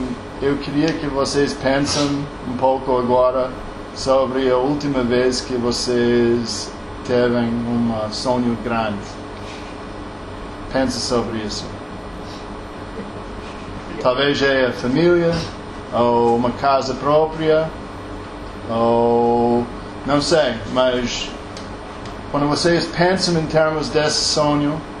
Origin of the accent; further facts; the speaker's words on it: United States; Portuguese is a second language; sou americano. Trabalho aqui desde 2010. Meu português é mais ou menos.